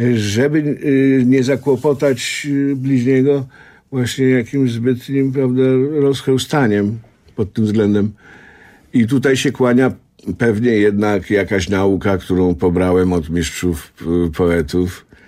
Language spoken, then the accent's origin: Polish; Silesian Voivodeship, Poland; now in Warsaw, Poland; ja tutaj jako młody chłopiec przyjechałem z mojej małej ojczyzny, ze Śląska, zdobyć świat.